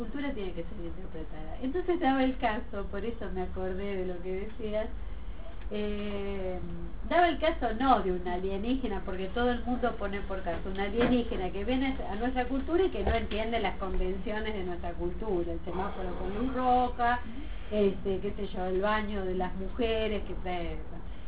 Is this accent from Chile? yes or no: no; Buenos Aires, Argentina; pero de donde yo vengo, de Buenos Aires, no sabés lo que son los antropólogos.